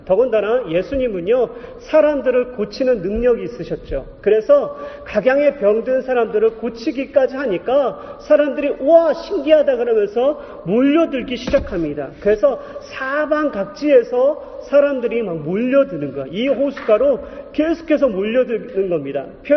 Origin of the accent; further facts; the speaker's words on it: Yesan, South Chungcheong, South Korea; 그래서 제가 어렸을 때 충남 예산이라는 곳에서 살았습니다.